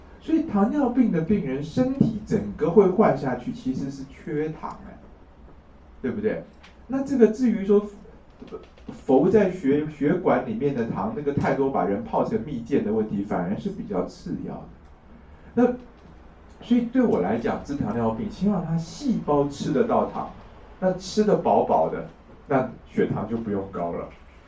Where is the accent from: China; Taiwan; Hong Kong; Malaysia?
Taiwan; 那现在我们台湾人啊，肾坏掉是钾离子造成的